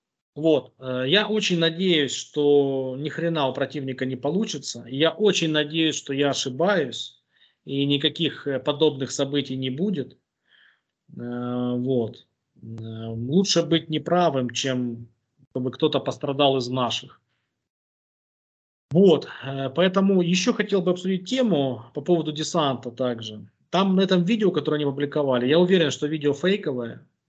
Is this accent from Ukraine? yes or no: yes; Boryspil, Kyiv Oblast, Ukraine; Киевская область, Борисполь, тогда мой родной город.